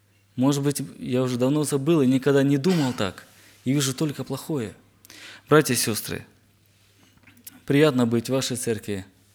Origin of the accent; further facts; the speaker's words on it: Zmiiv, Kharkiv Oblast, Ukraine; я с Украины, город Змеёв, Харьковской области.